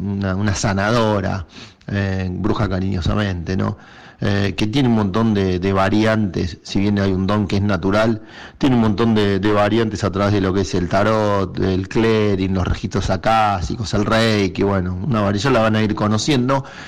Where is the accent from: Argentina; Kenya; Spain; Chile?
Argentina; Nosotros somos argentinos y somos parte del mundo.